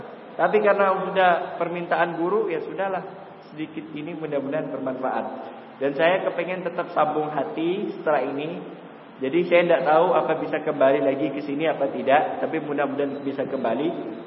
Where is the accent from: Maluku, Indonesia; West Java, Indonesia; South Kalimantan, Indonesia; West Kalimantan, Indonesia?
West Kalimantan, Indonesia; Pontianak; saya datang dari Pontianak, alhamdulillah.